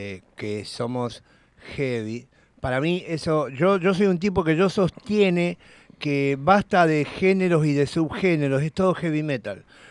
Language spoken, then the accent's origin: Spanish; Buenos Aires, Argentina; born there; yo soy concebido allá en por aquellos pagos, después nací acá en Buenos Aires